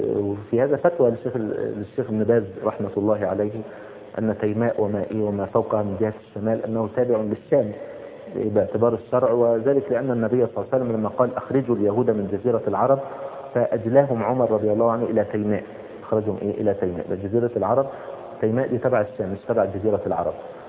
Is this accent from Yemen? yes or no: no; Egypt; يعني مثلا زي مثلا ايه السلوم مثلا عندنا في مصر او كذا